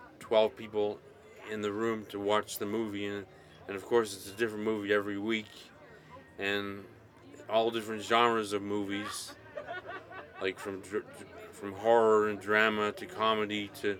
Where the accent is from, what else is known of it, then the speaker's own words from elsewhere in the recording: Burlington, Ontario, Canada; now in Hamilton, Canada; I've lived in Hamilton since 1991. I'm originally from Burlington. I've lived in Hamilton since 1991